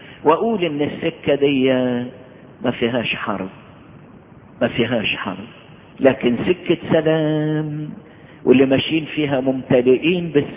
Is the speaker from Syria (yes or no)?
no; Egypt; واحنا نشكر ربنا اللي حبى بلدنا مصر